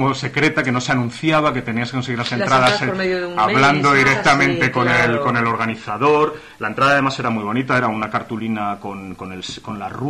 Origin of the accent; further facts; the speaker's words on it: León, Castile and León, Spain; yo soy de León